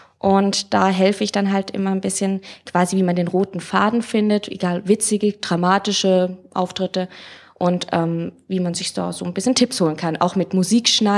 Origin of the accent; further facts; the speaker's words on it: Munich, Bavaria, Germany; Ich bin aus München, Cosplayerin seit ein paar Jahren und ja, genau.